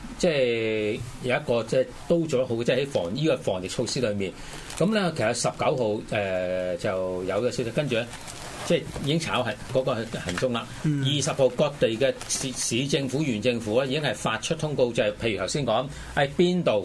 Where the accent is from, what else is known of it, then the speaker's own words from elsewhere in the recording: Hong Kong; 佢唔同我哋香港人。我哋香港全民口罩，我哋一出街一出門口就一定戴口罩。